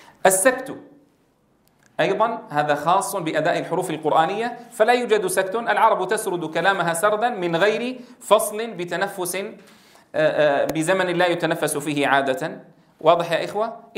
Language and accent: Arabic; Syria; بعض كبار السن عندنا في سوريا الذين يعني لم يتدرب في على قراءة القرآن الكريم فصيحا